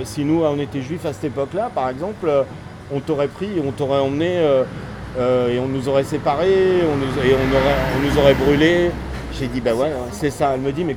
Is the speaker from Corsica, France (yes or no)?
yes; Corsica, France; Moi, tu vois, je suis corse d'origine et j'ai vécu là-bas 20 ans.